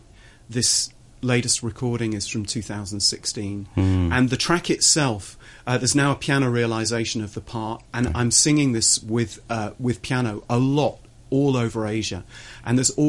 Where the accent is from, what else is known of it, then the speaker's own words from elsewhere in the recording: Manchester, North West England, United Kingdom; the Royal Northern College of Music in Manchester, which was my hometown.